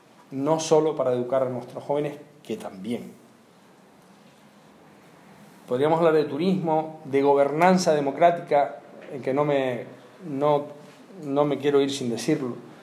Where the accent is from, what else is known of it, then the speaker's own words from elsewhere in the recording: Canary Islands, Spain; No cabe más una playa artificial en mi tierra. En Lanzarote hay proyectadas dos playas artificiales. Y yo tengo bronca con los míos allí.